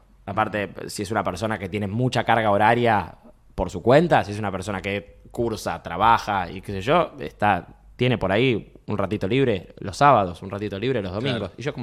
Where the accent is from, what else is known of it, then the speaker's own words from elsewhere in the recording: Montevideo, Uruguay; Montevideo, somos más tranquilos acá.